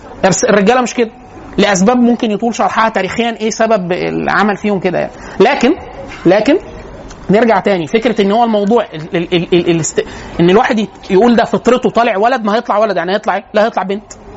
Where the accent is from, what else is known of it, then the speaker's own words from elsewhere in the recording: Upper Egypt, Egypt; وانا اصلا من الصعيد